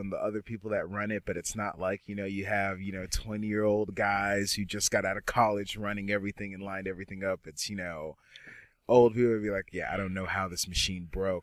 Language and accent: English; Dallas, Texas, United States; now in Arlington, United States; I grew up in Dallas, living in various suburbs of Dallas, and then just now, I've been in Arlington since 2008, 2009